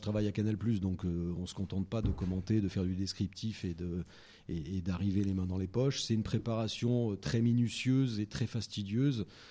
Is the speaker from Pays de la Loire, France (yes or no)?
no; Saint-Étienne, Auvergne-Rhône-Alpes, France; Je suis né à Saint-Étienne. Et donc, là-bas, ben, on vivait et on vit toujours football.